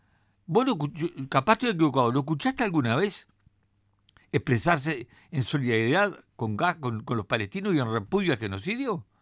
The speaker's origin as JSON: {"language": "Spanish", "country": "Uruguay", "said": "como uruguayos, ¿no?, como orientales, como artiguistas"}